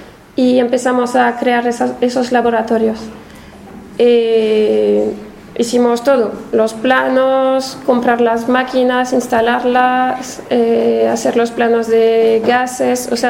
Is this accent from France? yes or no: yes; France; para alguien de fuera como yo vengo de Francia, era un poco sorprendente que una empresa tan grande y multinacional pues no tenga ninguna representación sindical